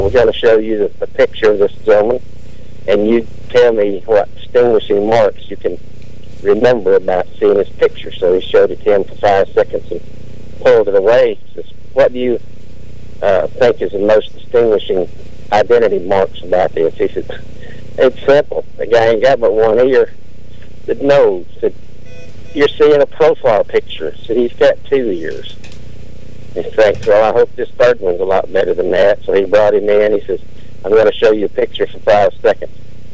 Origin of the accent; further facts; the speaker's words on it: Mississippi, United States; so I tell it on myself. I'm from Mississippi.